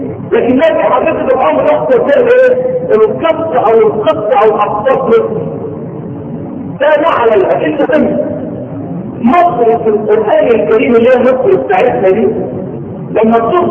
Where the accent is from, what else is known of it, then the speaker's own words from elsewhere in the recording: Egypt; مشتقة اصلا من كلمة قرآنية قديمة بنخطر احنا فيها كمصريين